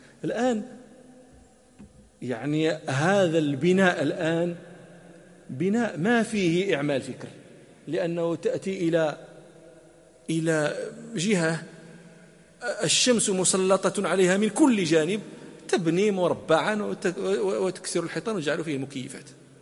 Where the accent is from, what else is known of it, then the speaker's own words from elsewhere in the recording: Morocco; هذه قطعة من الصحراء العربية موجودة عندنا في المغرب